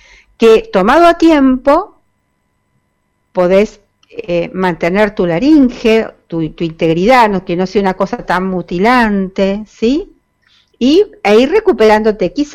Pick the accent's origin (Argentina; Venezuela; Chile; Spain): Argentina; Buenos Aires; Nosotros como porteños, o inclusive nuestros amigos del conurbano, venían temprano